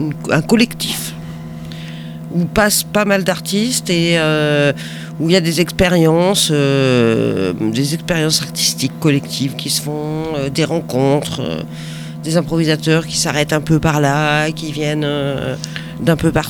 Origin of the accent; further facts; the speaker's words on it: Lyon, Auvergne-Rhône-Alpes, France; also born or lived in Grenoble; Je suis née à Lyon, d'ailleurs même. J'ai donc été enfant à Lyon, et puis jeune adulte, et adolescente avant, à Grenoble.